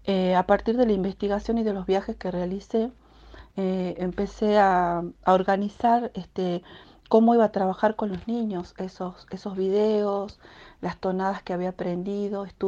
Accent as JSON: {"language": "Spanish", "town": "Hipólito Yrigoyen", "region": "Salta", "country": "Argentina", "tie": "born or raised there", "said": "las que escuchaba cuando era niña en Hipólito Yrigoyen, donde crecí."}